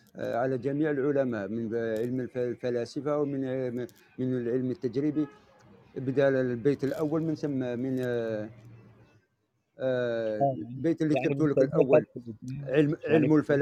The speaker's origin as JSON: {"language": "Arabic", "town": "Bordj Bou Arreridj", "region": "Bordj Bou Arréridj Province", "country": "Algeria", "said": "من برج بوريريت. تعرف برج بوريريت سطيف؟"}